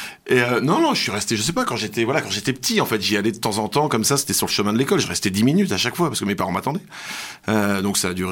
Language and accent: French; Paris, Île-de-France, France; quand j'étais petit à Paris, j'écumais toutes les radios en fait.